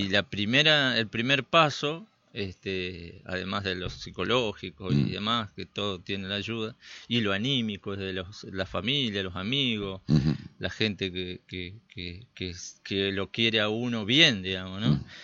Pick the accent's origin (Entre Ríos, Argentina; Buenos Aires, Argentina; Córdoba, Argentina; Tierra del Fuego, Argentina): Entre Ríos, Argentina; Chajarí; Yo me crié en otra ciudad, en Chajarí, acá cerca.